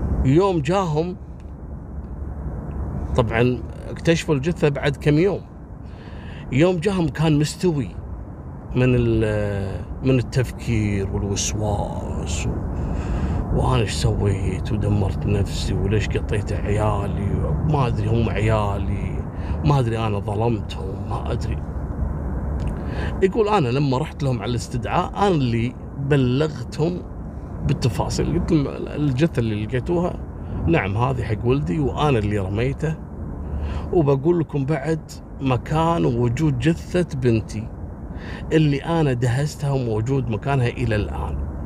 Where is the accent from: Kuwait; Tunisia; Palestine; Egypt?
Kuwait; حصلت عندنا في الكويت.